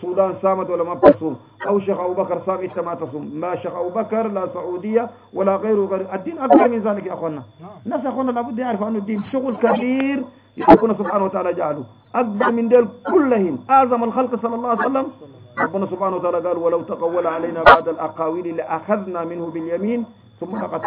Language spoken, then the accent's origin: Arabic; Egypt; قال أنه المجلس بتاع افتهينا عندنا في مصر لم تثبت له رؤية الهلال